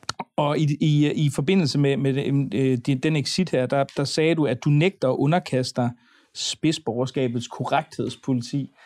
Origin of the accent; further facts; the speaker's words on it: Aarhus, Central Denmark Region, Denmark; Det synes jeg er en spændende analyse, særligt som aarhusianer